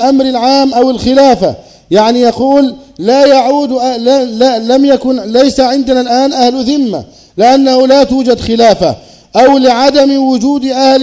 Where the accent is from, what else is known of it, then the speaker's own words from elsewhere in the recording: Egypt; أن تحفظ بلدنا مصر وسائر بلاد